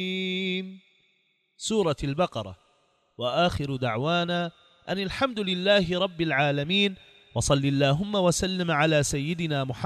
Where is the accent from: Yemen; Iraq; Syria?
Iraq; على ديننا وعلى بلدنا العراق جمجمة العرب